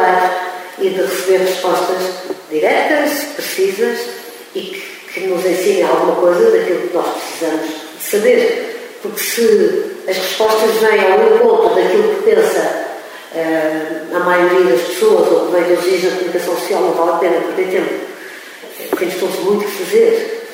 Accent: Coimbra, Centro, Portugal; born there; nasci em Coimbra

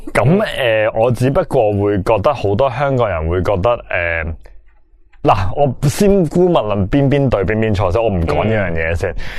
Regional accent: Macau; 我就算我唔理我澳门人感受，我都理我自己感受

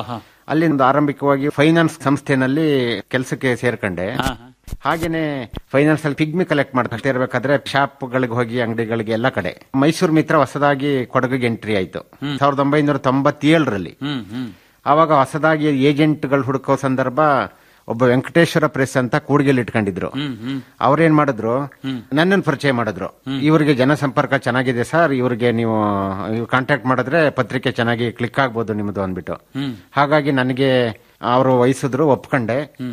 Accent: Holenarasipura, Karnataka, India; now in Kodagu, India; ಮೂಲತಃ ಹಾಸನ ಜಿಲ್ಲೆ ಹೊಳೆನಶಿಪುರ ತಾಲೂಕು ನನ್ನ ಹುಟ್ಟೂರು.

